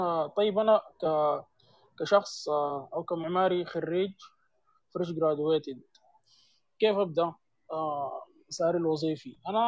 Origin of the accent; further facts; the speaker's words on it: Sudan; المجال بتاع الاصهار المعماري حاليا عندنا في السودان ما كثير